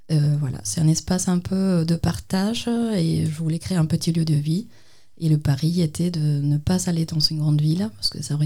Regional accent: Cuba; je viens d'une école d'art, en fait.

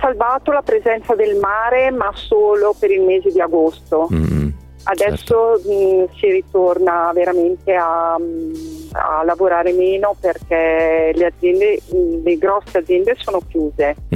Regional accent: Brescia, Lombardy, Italy; Io sono bresciana. Sono nata in provincia di Milano, ma in realtà ho sempre vissuto a Brescia, perché il papà era bresciano, okay. La mamma milanese, ma il papà bresciano.

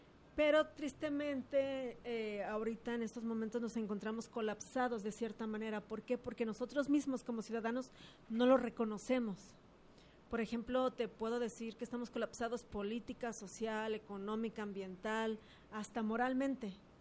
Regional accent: Juanacatlán, Jalisco, Mexico; Mira, yo soy originaria de Juanacatlán, Jalisco.

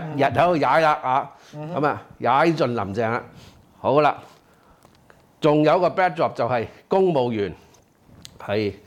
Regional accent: Hong Kong; 我哋香港人係。Beyond 我哋嘅 comprehension

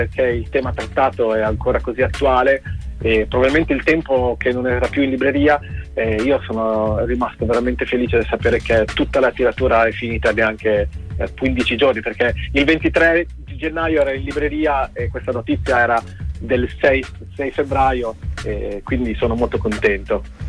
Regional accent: Pesaro, Marche, Italy; E sono di Pesaro e il nostro mare ha quella è veramente strano, perché è profondo

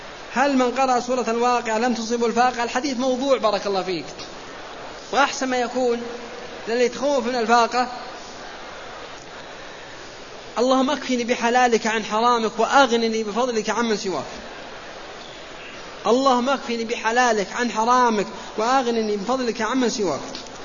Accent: Saudi Arabia; نحن وحنا سعوديين الآن

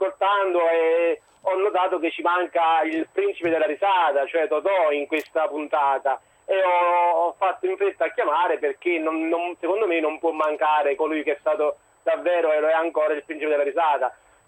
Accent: Naples, Campania, Italy; now in Florence, Italy; Sono a Firenze in questo momento, ma sono napoletano.

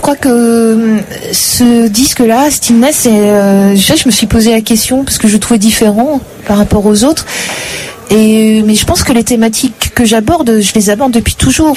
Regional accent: Hauts-de-France, France; je parle de brique parce que je viens du Nord

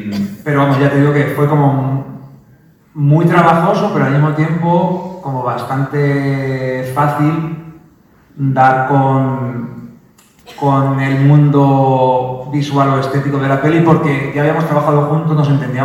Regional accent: Castilla-La Mancha, Spain; Yo soy un pueblo de Cuenca

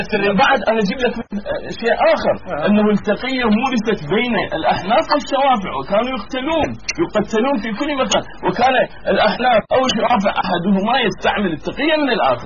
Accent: Iraq; بس كما عندنا في العراق دائما

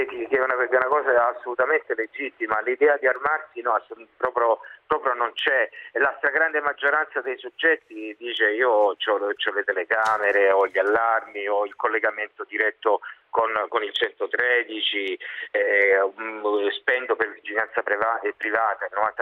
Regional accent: Reggio Calabria, Calabria, Italy; Io sono di Reggio Calabria

